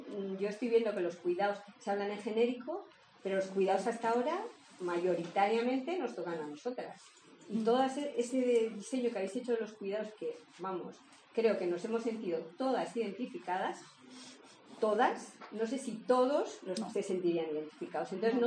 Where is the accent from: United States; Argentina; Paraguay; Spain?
Spain; Pamplona, Navarre; venimos de Pamplona